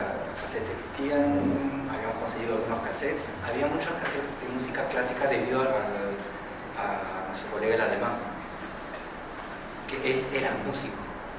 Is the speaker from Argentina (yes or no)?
no; Peru; moved away; En el momento en el cual salimos como grupo de Perú para hacer una gira, y a partir de eso yo me quedo, pues todos nos quedamos en Europa